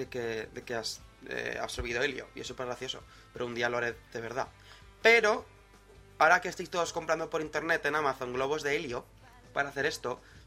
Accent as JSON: {"language": "Spanish", "town": "Zaragoza", "region": "Aragon", "country": "Spain", "said": "los dos somos de Zaragoza"}